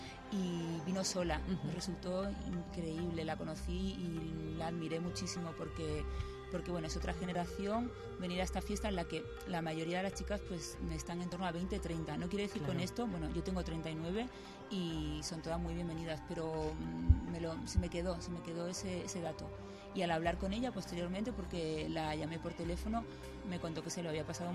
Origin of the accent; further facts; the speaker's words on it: Málaga, Andalusia, Spain; now in Madrid, Spain; Igual que yo, de Málaga.